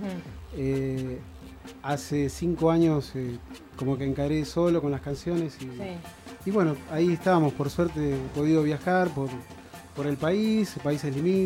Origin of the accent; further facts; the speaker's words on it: Lanús, Buenos Aires Province, Argentina; born there; yo nací en el conurbano, en Lanús.